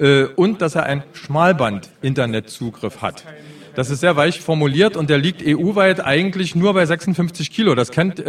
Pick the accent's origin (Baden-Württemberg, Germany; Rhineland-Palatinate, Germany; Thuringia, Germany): Thuringia, Germany; Ichtershausen; Ich komme aus dem Ilmkreis und direkt aus Ichtershausen